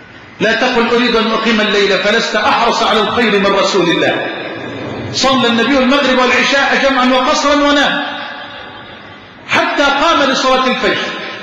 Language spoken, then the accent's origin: Arabic; Egypt; اللهم اجعل بلدنا مصر أمنا أمانا سخاء رخاء